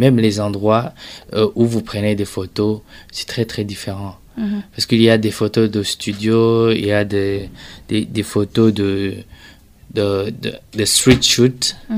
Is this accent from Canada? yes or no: no; Burundi; Mais je dis une chose, en tant que Burundais et fier de l'être